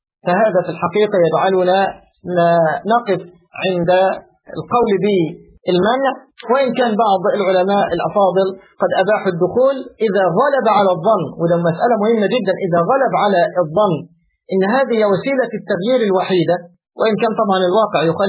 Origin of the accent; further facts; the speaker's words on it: Egypt; أنا أتكلم على الحال عندنا في مصر